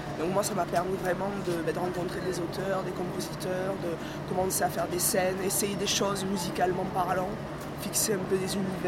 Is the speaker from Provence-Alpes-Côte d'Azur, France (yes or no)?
yes; Marseille, Provence-Alpes-Côte d'Azur, France; moved away as an adult; now in Paris, France; J'ai grandi à Marseille, ouais.